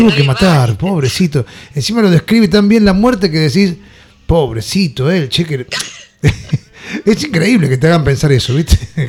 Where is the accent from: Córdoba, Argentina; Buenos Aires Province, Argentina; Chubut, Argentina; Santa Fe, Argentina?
Buenos Aires Province, Argentina; Lanús; soy de Lanús, soy de Barrio Plateado por la Luna.